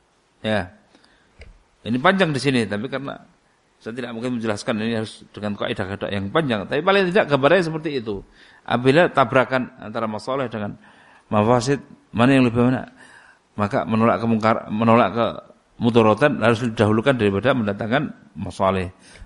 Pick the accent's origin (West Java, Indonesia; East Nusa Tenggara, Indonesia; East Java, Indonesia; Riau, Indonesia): East Java, Indonesia; Saya datang dari Jawa Timur. Bukan orang Solo